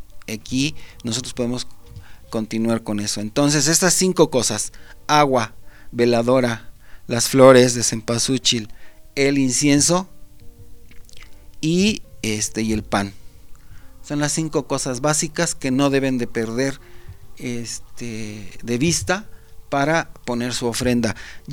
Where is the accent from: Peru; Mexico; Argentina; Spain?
Mexico; como mexicanos